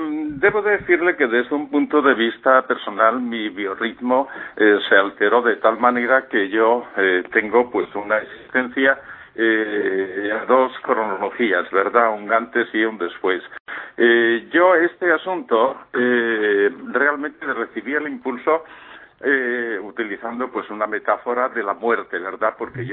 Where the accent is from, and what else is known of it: Spain; moved away as an adult